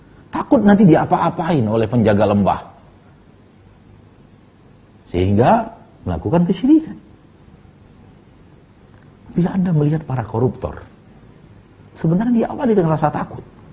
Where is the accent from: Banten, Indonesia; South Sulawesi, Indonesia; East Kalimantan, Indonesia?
South Sulawesi, Indonesia; Saya hamba Allah dari Sulawesi Selatan, Bugis.